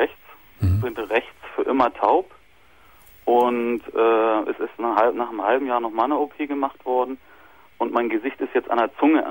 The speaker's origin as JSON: {"language": "German", "country": "Germany", "said": "Nee, ich bin Deutscher."}